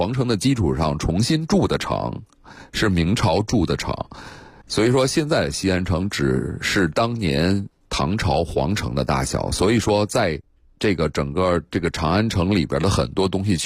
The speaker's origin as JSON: {"language": "Chinese", "country": "Japan", "second_language": "Chinese", "said": "我日本人现在有些寺庙依然还在用夯土墙"}